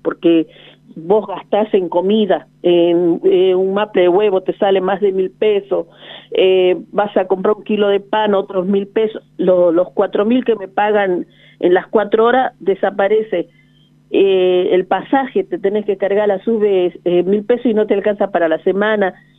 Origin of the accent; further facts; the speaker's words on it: Jujuy, Argentina; Yo me sumo porque soy jujeña. Y también soy de ese pueblo aborígenes, descendiente de los Toara